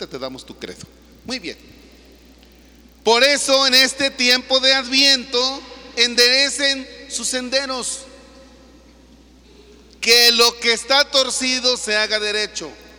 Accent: Mexico; Y nosotros somos mexicanos.

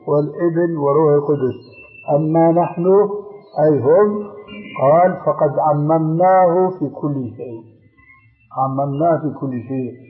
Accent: Syria; تلقفها بعض العامة عندنا في سوريا

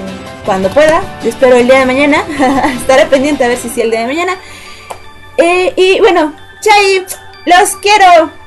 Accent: Mexico City, Mexico; No, no soy de Monterrey. Yo soy de aquí, de la ciudad, del ex Distrito Federal, ahora Ciudad de México. De mi montañita, aquí en el Ajusco es mi montañita de nieve.

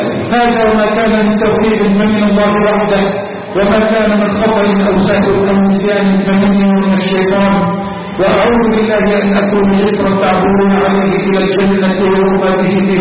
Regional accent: Egypt; اللهم اجعل بلدنا مصر راحة للأمن والأمان.

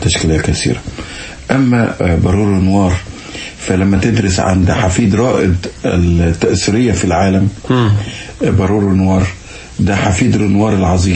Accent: Arab el-Raml, Monufia Governorate, Egypt; وكان مجتمعين كلهم بيسمعوا زين العابدين فؤاد هذا الهرم في قريتي عرب الرمل امبارح

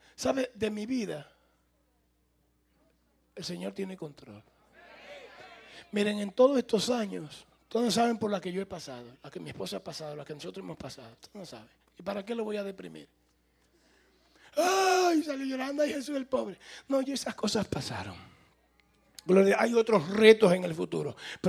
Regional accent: Santo Domingo, Dominican Republic; salió un avión de Nueva York para Santo Domingo, mi tierra.

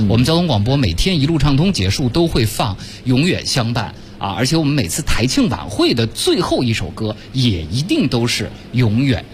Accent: Beijing, China; 这还真不是咱们北京人特别爱用的说出租车的方法。

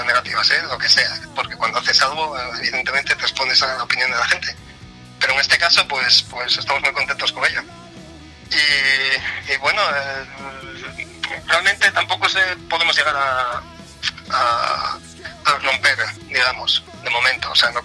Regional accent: Mieres, Asturias, Spain; yo soy de Mieres, entonces de Mieres de hace muchísimos años, ya éramos amigos

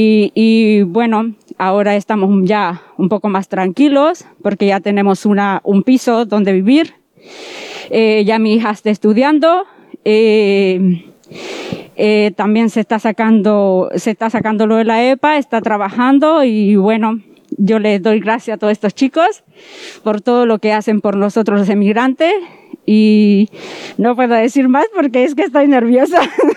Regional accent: Nicaragua; now in Spain; soy nicaragüense, tengo 11 años de estar en este país

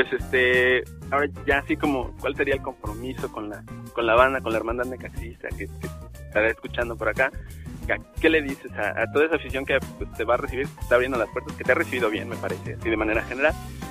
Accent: Mexico City, Mexico; yo soy del DF

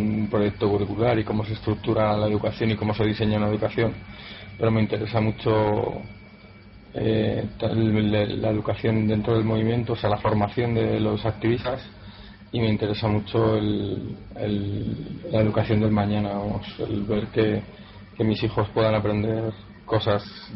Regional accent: Seville, Andalusia, Spain; Soy de Sevilla.

